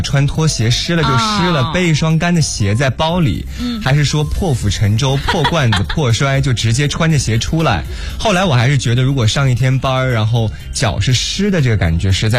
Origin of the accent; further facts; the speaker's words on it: Guiyang, Guizhou, China; 我终于发现为什么我生活的就是贵阳那个我的家乡动感那个共享单车，